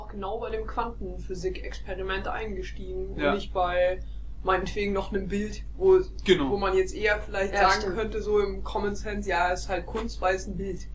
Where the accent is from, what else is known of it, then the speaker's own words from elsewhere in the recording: Munich, Bavaria, Germany; Ich komme aus München und studiere auch zufällig in München, habe ein Auslandssemester in Venedig an der Venice International University gemacht